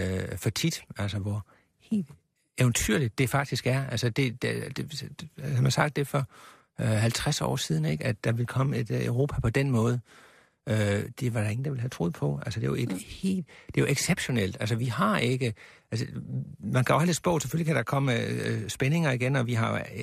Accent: Sønderborg, Region of Southern Denmark, Denmark; jeg er opvokset i Sønderborg, og jeg har en del af min familie bor i Tyskland, og jeg har utallige gange som barn skulle ind over den her grænse

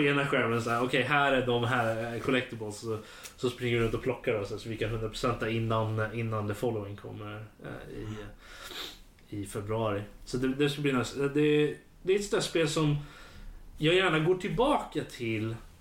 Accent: Örebro, Örebro County, Sweden; Jag är örebroare fortfarande. Närking.

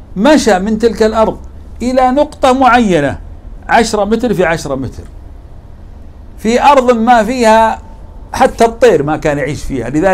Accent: Saudi Arabia; أذكر في قصة حدثت في منطقة عندنا في السعودية اسمها تبوك

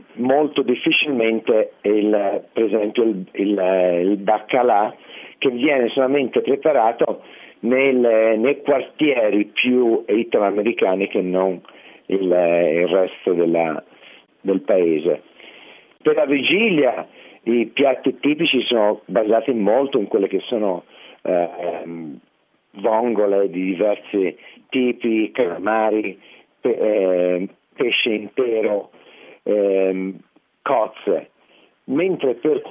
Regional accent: Tuscany, Italy; moved away as an adult; now in New York, United States; perché praticamente essendo toscano non ho mai avuto la possibilità di conoscere questa tradizione

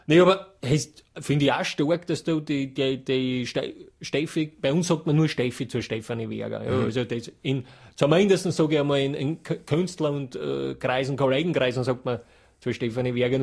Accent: Styria, Austria; ich komme aus der Steiermark, das ist eben ein Bundesland in Österreich.

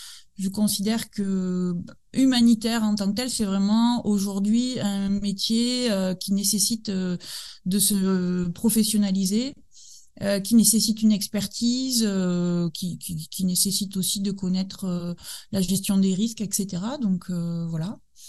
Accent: Nouvelle-Aquitaine, France; moi j'ai 43 ans aujourd'hui, je suis originaire du Pays Basque

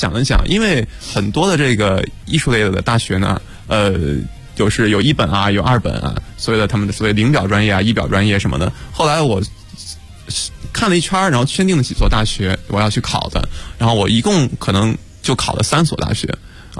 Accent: Xuzhou, Jiangsu, China; 我是江苏人，我刚才讲过，我是江苏人。然后我当时上的那个学校呢，是我们就是我是江苏徐州嘛，徐州那个地方还算一个比较不错的，

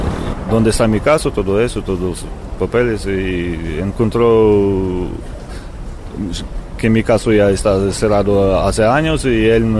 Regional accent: Ukraine; Spanish is a second language; now in Spain; Soy de Ucrania.

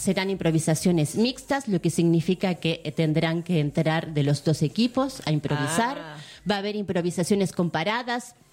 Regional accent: United States; now in Argentina; Vengo de los Estados Unidos de Norteamérica. Yo vivo aquí ya hace un tiempo.

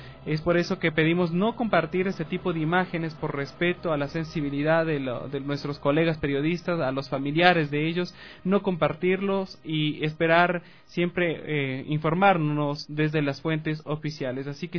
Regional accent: Ecuador; como ecuatorianos todos esperamos poder contar con esas pruebas de vida

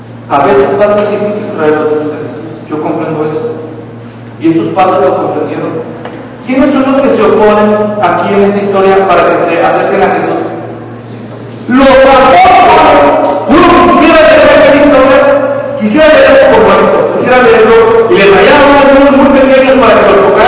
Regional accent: Mexico; Nosotros crecimos en México donde no había otra cosa más que el catolicismo romano.

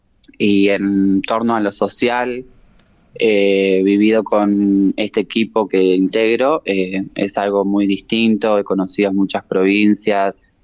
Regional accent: Eduardo Castex, La Pampa, Argentina; now in Santa Rosa, Argentina; Yo vengo de Eduardo Castex, era jugadora del club estudiantil y bueno, me fui a estudiar a Santa Rosa

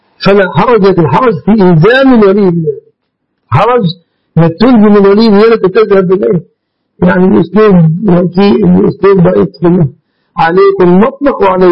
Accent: Egypt; مننا كمصريين

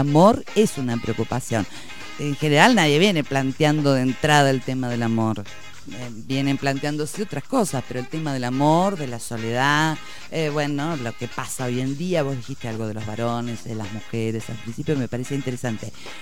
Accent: Bahía Blanca, Buenos Aires Province, Argentina; moved away as an adult; now in La Plata, Argentina; pero no soy de La Plata, soy de... No, vos lo dijiste. Vos lo contaste antes. Yo soy de Bahía Blanca. Vine a estudiar medicina acá

